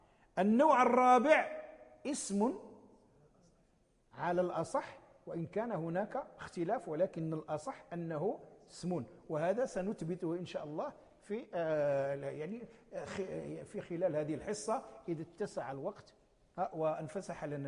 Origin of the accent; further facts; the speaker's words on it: Morocco; نسميها نحن في عرفنا عندنا في المغرب نسميها لا ناهية